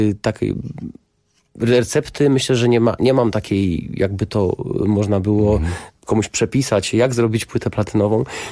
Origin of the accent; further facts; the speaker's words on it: Jelenia Góra, Lower Silesian Voivodeship, Poland; to jest moje rodzinne miasto Jelenia Góra. Teraz już mieszkam na Śląsku w Katowicach od 15-16 lat